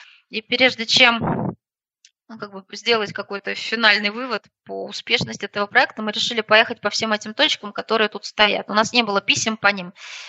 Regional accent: Moscow, Russia; now in Odintsovo, Russia; Я когда появилась в этом городе, в Одинцово, я сама из Москвы

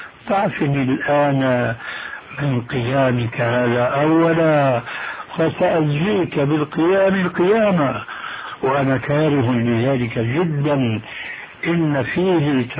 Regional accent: Syria; هذه منطقة اسمها عندنا في الشام الحريقة

